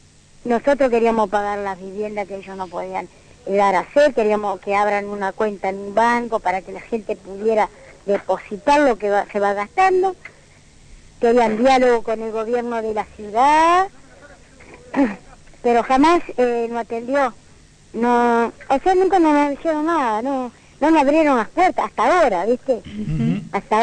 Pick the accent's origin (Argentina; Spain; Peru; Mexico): Argentina; Como Argentina, yo no puedo ir a otro país porque mi país es este. Y acá voy a morir.